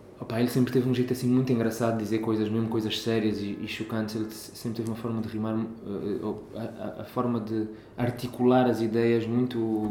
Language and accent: Portuguese; Angola; Escrevi-lhe uma carta, dizer, olha, sou angolano, não sei o quê, tenho um programa lá.